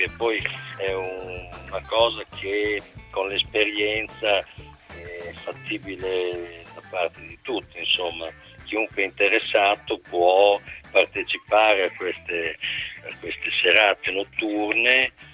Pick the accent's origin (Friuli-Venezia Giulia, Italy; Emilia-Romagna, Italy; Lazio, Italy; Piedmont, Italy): Emilia-Romagna, Italy; Bologna; Sono di Bologna